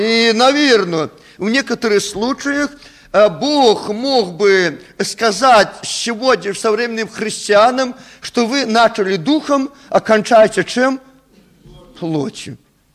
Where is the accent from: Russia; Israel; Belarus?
Belarus; Мы, наверное, никогда, белорусы, не будем прославлять Бога танцами